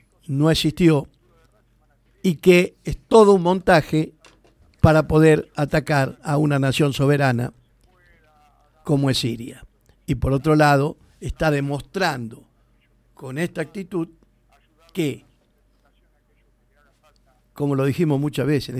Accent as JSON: {"language": "Spanish", "country": "Argentina", "said": "mis ancestros fueron italianos, también tengo hijos, yo que soy argentino"}